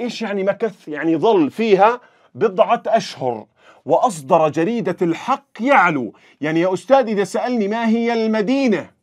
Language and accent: Arabic; Jordan; طبعا عندنا في الأردن، تمام، لحد عام 1920 كنا تابعين أصلا للدولة العثمانية